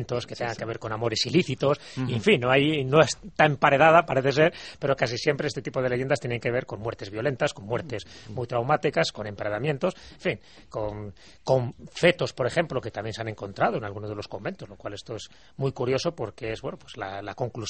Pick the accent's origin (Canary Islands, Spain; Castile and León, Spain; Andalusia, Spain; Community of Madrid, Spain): Castile and León, Spain; León; Digo yo que soy leonés, que sé lo que es el frío y lo que es el fresco.